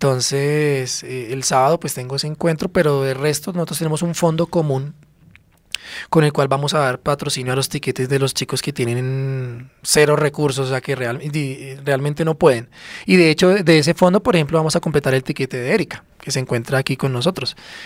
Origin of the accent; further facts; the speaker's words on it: Soacha, Cundinamarca, Colombia; Entonces, pues yo soy de Soacha